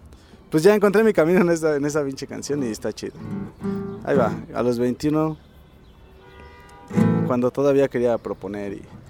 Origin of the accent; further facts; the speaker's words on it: State of Mexico, Mexico; al menos en las escuelas del Estado de México estamos muy mal, o sea, yo soy del Estado de México